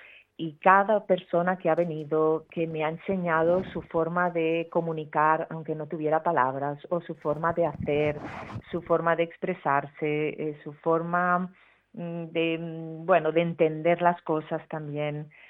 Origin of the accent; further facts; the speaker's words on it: Catalonia, Spain; la sacamos en catalán, porque somos catalanes nosotros